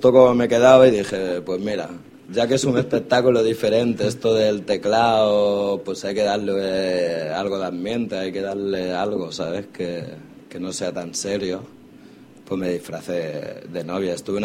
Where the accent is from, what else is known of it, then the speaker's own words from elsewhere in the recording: Barcelona, Catalonia, Spain; Y yo dije, señora, que soy de Trinidad Vieja. ¿Sabes? Yo no sé si me vieron de muy morenito de piel o algo, ¿sabes? O no lo sé, pero me quedé flipando, ¿sabes? Me diciendo, me están echando de mi propia tierra